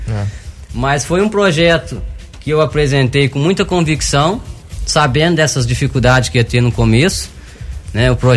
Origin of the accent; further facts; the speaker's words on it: Prata, Minas Gerais, Brazil; now in Guaranésia, Brazil; hoje faz mais de 6 anos que eu moro em Guaranésia, né? Mas a minha vida inteira nasci na Prata, morei lá.